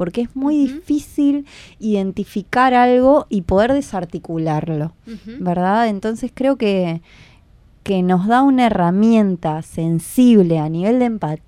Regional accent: Montevideo, Uruguay; Yo soy de Montevideo, me había ido cuando quedé embarazada de mi hijo. Estuve trabajando en Mercedes un tiempo y ahora volví hace 2 años.

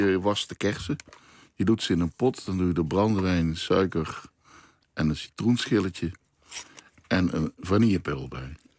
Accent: Limburg, Netherlands; now in Amsterdam, Netherlands; Ik kom uit Limburg, daar zeggen ze Demant. Toen ik in Amsterdam kwam, al bijna weer 40 jaar geleden

